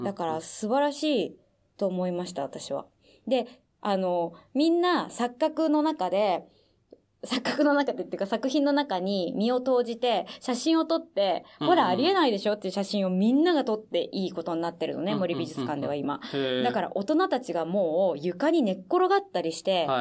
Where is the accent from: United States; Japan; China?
United States; 実は僕はアメリカ育ちなのですが